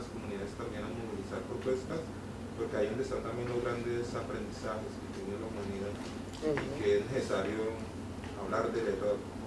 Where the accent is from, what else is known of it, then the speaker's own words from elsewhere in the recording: Cali, Valle del Cauca, Colombia; yo vengo de Cali, Colombia.